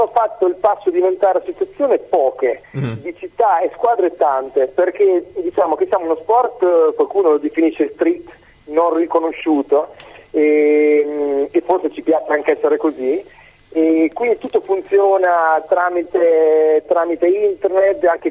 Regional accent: Fano, Marche, Italy; Io sono di Fano, Fano delle Marche.

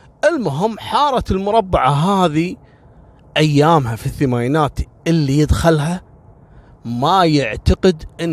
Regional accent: Kuwait; يعني إحنا عندنا في الكويت معروفة خيطان والفروانية العمالة المصرية

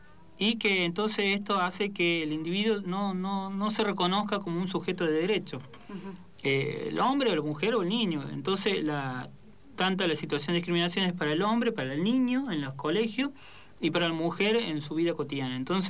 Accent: Córdoba, Argentina; yo soy de Córdoba. Bueno

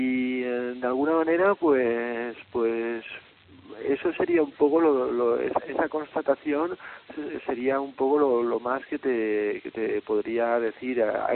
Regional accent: Valencia, Valencian Community, Spain; moved away as an adult; Salí de Valencia, en aquel momento no se podía estudiar periodismo ahí, tuve que ir a Barcelona

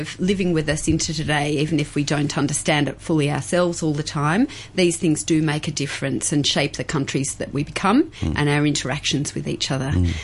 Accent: Melbourne, Victoria, Australia; when I was growing up in Melbourne

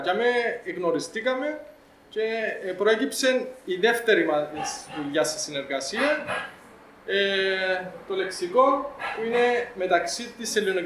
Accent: Athienou, Larnaca District, Cyprus; Είμαι από την Αθιένου. Και είμαι πολλά κοντά η Αθιένου, που δαμέ, αν ξέρετε που είναι. Βασικά, Αχτίνα σχεδόν 15 λεπτά.

